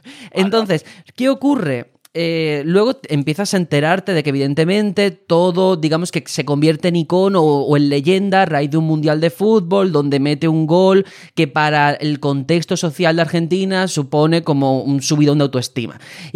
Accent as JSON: {"language": "Spanish", "country": "Spain", "said": "Pues eso, como españoles, es una tontería realmente"}